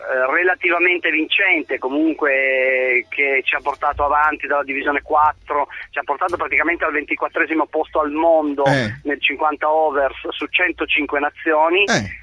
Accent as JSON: {"language": "Italian", "town": "Turin", "region": "Piedmont", "country": "Italy", "said": "Ma io sono di Torino, sono un modesto tifoso, molto poco appassionato, diciamo, di calcio"}